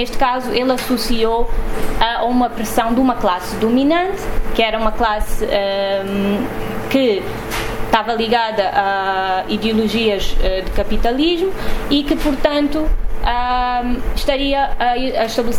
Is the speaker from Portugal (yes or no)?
no; Luanda, Angola; crescendo em Luanda, acho que sempre foi um pouco difícil ficar indiferente à presença da religião na cidade. Apesar de eu não ser uma pessoa religiosa, de não estar associada a nenhuma religião